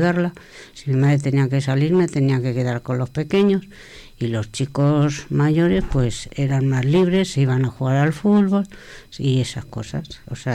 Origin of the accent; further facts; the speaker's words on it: Madrid, Community of Madrid, Spain; born there; Yo nací en Madrid y bueno, me he jugado con mis hermanos.